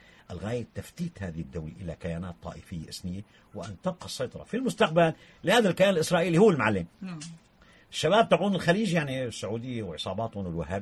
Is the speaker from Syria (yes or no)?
yes; Syria; طيب احنا عندنا بسوريا في معارضه وطنيه